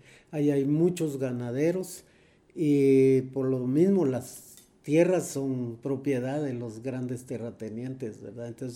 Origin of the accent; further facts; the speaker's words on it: Guatemala City, Guatemala Department, Guatemala; also born or lived in San José Pinula; nací aquí, crecí, parte de mi niñez viví en San José Pinula, un municipio que está a 20 kilómetros de acá de la capital, está en el mismo departamento de Guatemala.